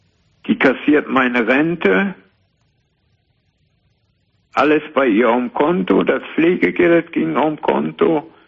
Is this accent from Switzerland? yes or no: no; Cologne, North Rhine-Westphalia, Germany; now in Siegen, Germany; Aber die kommen aus dem Rheinland, Köln. Ich bin ja auch Kölner.